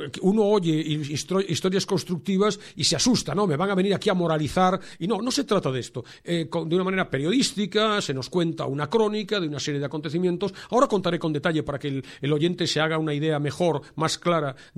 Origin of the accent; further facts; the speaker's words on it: Vigo, Galicia, Spain; Yo soy de Vigo, yo iba a Balaídos, al estadio del Celta, cada 15 días con mi padre